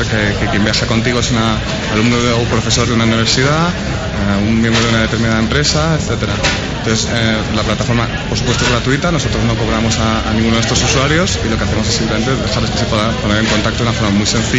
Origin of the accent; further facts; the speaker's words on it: Madrid, Community of Madrid, Spain; born there; also born or lived in Washington; Yo soy medio estadounidense, nací en Madrid y viví un tiempo en Washington, en la capital de Estados Unidos.